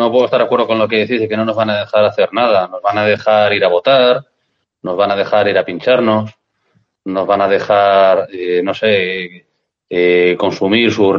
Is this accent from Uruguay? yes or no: no; Spain; Ante todo soy español y soy católico, soy cristiano más que nada.